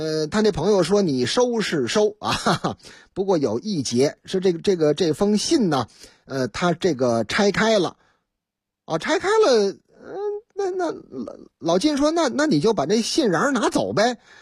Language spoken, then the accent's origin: Chinese; Taiyuan, Shanxi, China; 话说在我老家沙溪太原府的故事，说是这个太原府啊